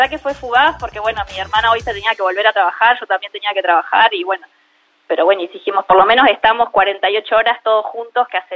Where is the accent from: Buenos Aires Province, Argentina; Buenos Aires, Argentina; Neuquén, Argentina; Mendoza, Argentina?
Neuquén, Argentina; Zapala; born there; now in Neuquén, Argentina; Se llama Zapala y queda a 180 kilómetros de Neuquén, donde yo vivo.